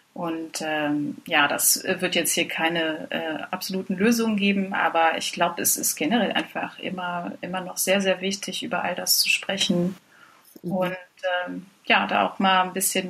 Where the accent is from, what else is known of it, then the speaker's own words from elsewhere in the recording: East Germany, Germany; Ich bin Ossi